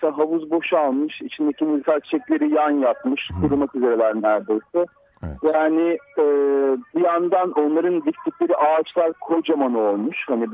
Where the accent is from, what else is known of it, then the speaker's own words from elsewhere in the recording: Tuzla, Istanbul, Turkey; ben Tuzla'da büyüdüm. Yani aslında yani çocukluğum Tuzla'da geçti